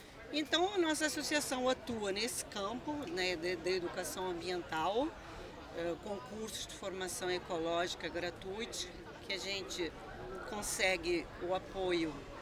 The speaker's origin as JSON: {"language": "Portuguese", "country": "Portugal", "moved": "yes", "lives_now": "Brazil", "said": "Sou portuguesa, como vocês já devem ter notado, né? Estou no Brasil desde 1979."}